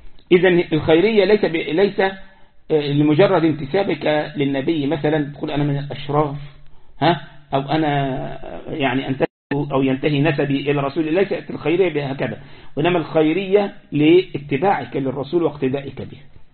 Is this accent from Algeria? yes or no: no; Egypt; عندنا في مصر يقول لك صاحب بالين كذاب وصاحب ثلاثة منافق.